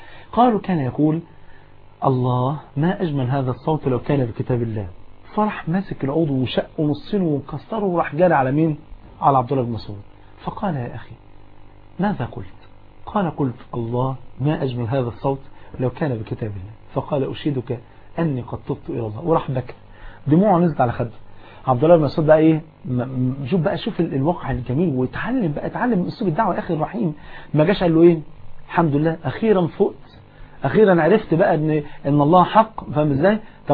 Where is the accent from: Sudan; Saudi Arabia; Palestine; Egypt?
Egypt; وقابلت مطرب انا المطرب ده اعرفه كويس جدا مطرب مشهور جدا عندنا في مصر